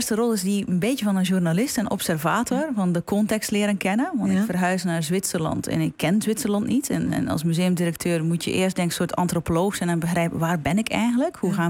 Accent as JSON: {"language": "Dutch", "country": "Belgium", "lives_now": "Netherlands", "said": "En ik kom zelf uit België. In Nederland heb ik ook moeten wennen van hoe functioneren dingen."}